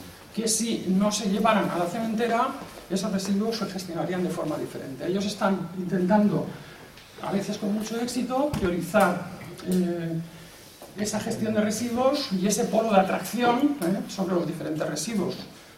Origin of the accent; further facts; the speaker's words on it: Valencian Community, Spain; Venimos del País Valenciano, un país cercano